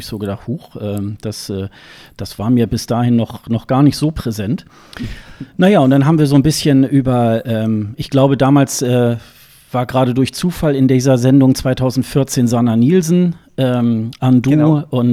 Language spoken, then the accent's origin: German; Hildesheim, Lower Saxony, Germany; born there; now in Hamburg, Germany; das ist ja meine Geburtsstadt, Hildesheim